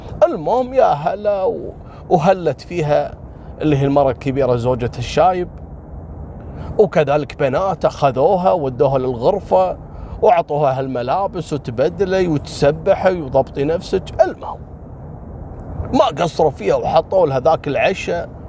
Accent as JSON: {"language": "Arabic", "country": "Kuwait", "said": "أمس كان في إغبار عندنا في الكويت وأجلت التصوير إلى اليوم."}